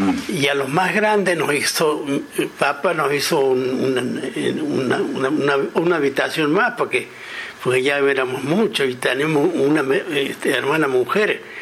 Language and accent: Spanish; Alberdi, Córdoba, Argentina; ¿Y a dónde naciste vos? Yo, Alberdi